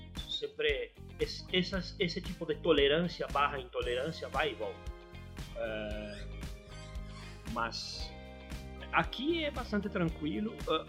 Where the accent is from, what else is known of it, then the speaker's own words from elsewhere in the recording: Argentina; Portuguese is a second language; Hoje, como além de argentino sou velho e li bastante, é difícil me pegar na surpresa.